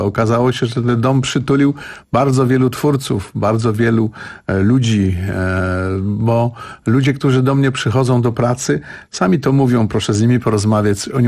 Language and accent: Polish; Warsaw, Masovian Voivodeship, Poland; ponieważ jestem warszawiakiem od wielu pokoleń